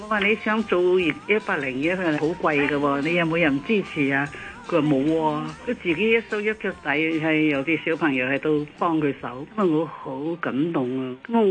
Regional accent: Shanghai, China; now in Hong Kong; 我系上海人啦。以前系上海嘅时候咧，已经流行咗好多西曲啦

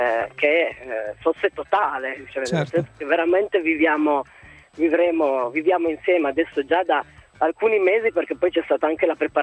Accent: Bra, Piedmont, Italy; sto attraversando dei territori che sono vicinissimi a casa mia perché io sono di Bra.

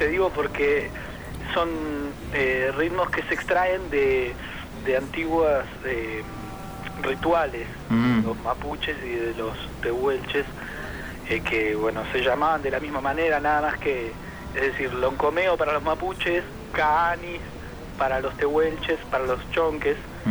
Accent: Río Gallegos, Santa Cruz, Argentina; Así es, somos de Río Gallegos, provincia de Santa Cruz.

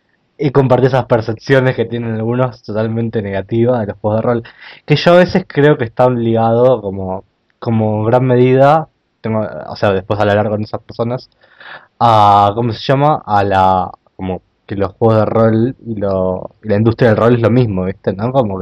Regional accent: Buenos Aires, Argentina; yo también, yo soy de acá, soy de Capital también

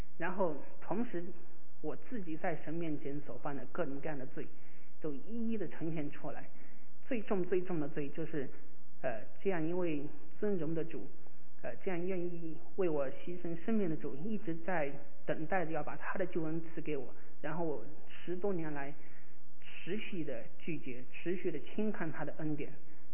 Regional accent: Kunming, Yunnan, China; 我是出生在云南长在昆明的

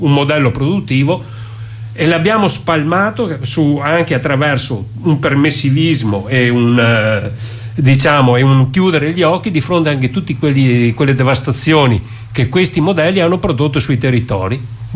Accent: Veneto, Italy; Noi siamo del Veneto.

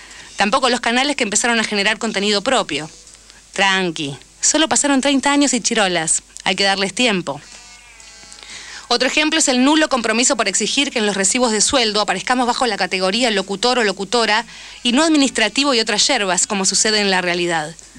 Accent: Argentina; como también somos ciudadanos argentinos, nuestro problema no muere ahí

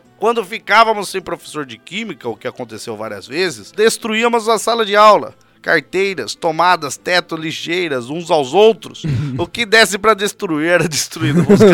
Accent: São Paulo, Brazil; tenho 34 anos, sou da cidade de São Paulo

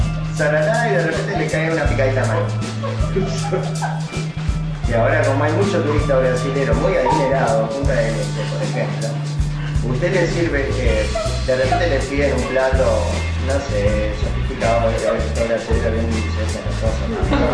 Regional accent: Uruguay; y como uruguayos consumidores y turistas

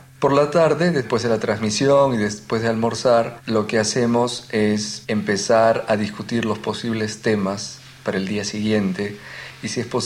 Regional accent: Peru; now in London, United Kingdom; Soy peruano y vivo en Londres.

